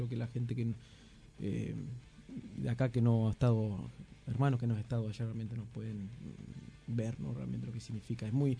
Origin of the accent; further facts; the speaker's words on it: Neuquén, Argentina; born there; nací en Neuquén, Cordillera Este, por el Mapu.